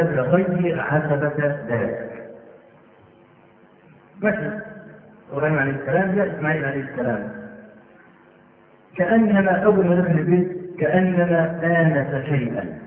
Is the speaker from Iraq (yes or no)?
no; Egypt; نعرف رجلا من أعيان الجيزة عندنا في مصر